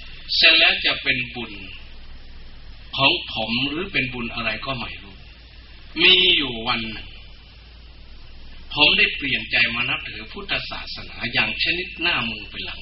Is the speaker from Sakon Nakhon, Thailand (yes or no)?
yes; Sakon Nakhon, Thailand; moved away; ผมเองเป็นผลิตผลแห่งวัฒนธรรมพื้นบ้านที่นี่เป็นชาวสกลนครโดยกำเนิดแต่ผมอยู่บ้านนอก